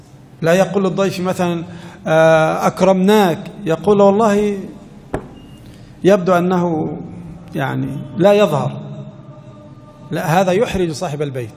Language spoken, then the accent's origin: Arabic; Egypt; نحن عندنا في مصر لو جاك إنسان يتغدى وقدمت له الشاي أولا